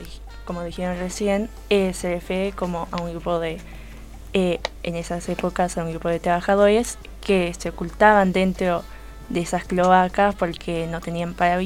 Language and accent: Spanish; Argentina; ya que nos define a nosotros como argentinos